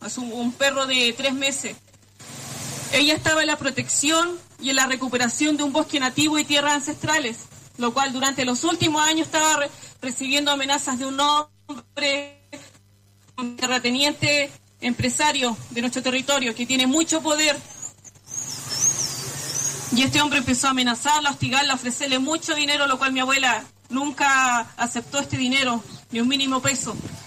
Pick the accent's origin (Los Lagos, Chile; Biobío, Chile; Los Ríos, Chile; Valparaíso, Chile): Los Ríos, Chile; Valdivia; Yo vengo desde el sur de Chile, desde Gualmapu, de la región de Valdivia.